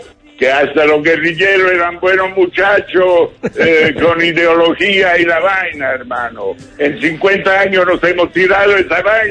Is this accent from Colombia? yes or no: yes; Colombia; born there; Pero yo nací en Colombia, mi hermano.